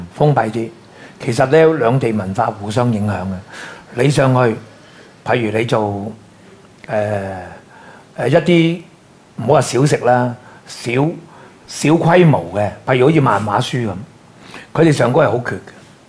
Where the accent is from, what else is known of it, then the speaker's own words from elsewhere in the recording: Hong Kong; 即係我哋香港人上大陸做生意，其實係做燒臘